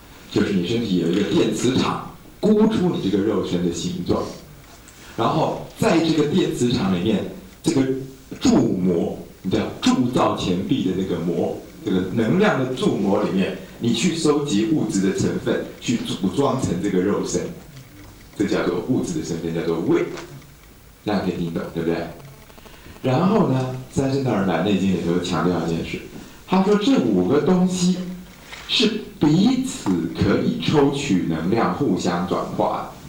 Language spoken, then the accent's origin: Chinese; Taiwan; 我们台湾人鬼魂叫阿飘，你们叫什么？